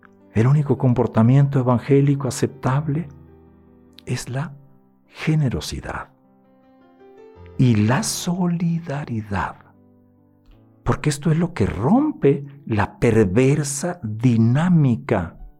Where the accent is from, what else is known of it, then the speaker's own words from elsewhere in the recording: Granados, Sonora, Mexico; Los saludo desde mi tierra, desde Granados, Sonora.